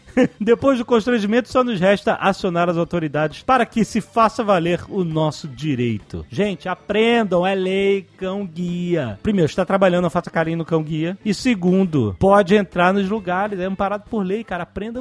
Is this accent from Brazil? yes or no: yes; São Paulo, Brazil; Como bom paulistano da gema que sou, venho aqui para defender